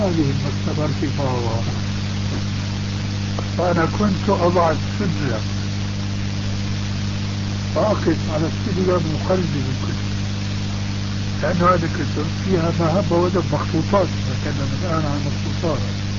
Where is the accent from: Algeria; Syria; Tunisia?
Syria; وبلغت سيرة أيضا يقولون عندنا في الشام